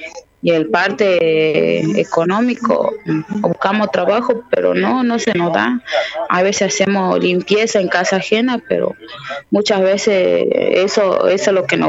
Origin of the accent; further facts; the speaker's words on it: Tartagal, Salta, Argentina; de Tapiete, de Tartagal, Salta. Y sí, pertenezco al Movimiento de Mujeres Indígenas por el Buen Vivir.